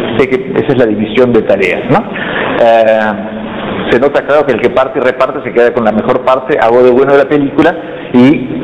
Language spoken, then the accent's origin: Spanish; Córdoba, Argentina; born there; de origen, nací en Córdoba, así después no viví nunca, pero en fin, de origen cordobés